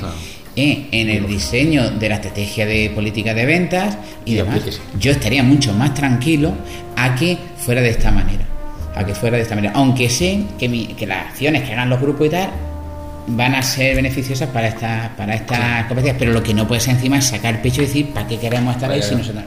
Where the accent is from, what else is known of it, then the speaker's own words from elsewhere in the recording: Jaén, Andalusia, Spain; ese ligero amargor y picor que los que somos de Jaén nos gusta tanto